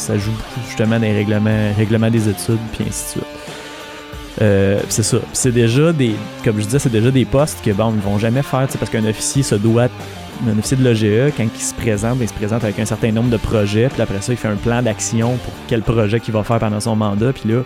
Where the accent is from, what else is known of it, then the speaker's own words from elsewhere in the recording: Quebec, Canada; en tant que Québécois natif